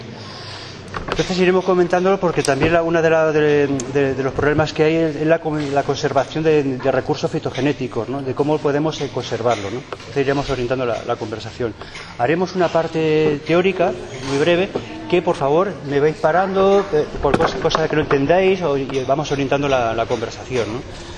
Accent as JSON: {"language": "Spanish", "region": "Balearic Islands", "country": "Spain", "said": "vengo de Mallorca"}